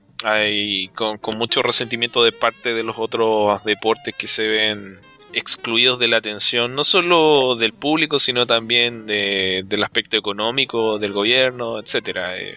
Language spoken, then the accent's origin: Spanish; Chile; Y en mi caso soy chileno, entonces he sido criado bajo la expectativa de que en cualquier momento todo se puede ir por la cañería.